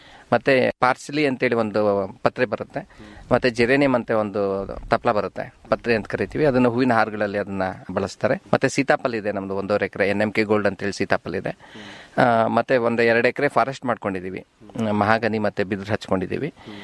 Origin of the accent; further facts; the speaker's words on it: Ramanagara, Karnataka, India; ನಾವು ಹುಟ್ಟಿದ್ದು ಬೆಳೆದಿದ್ದೆಲ್ಲ ರಾಮನಗರ.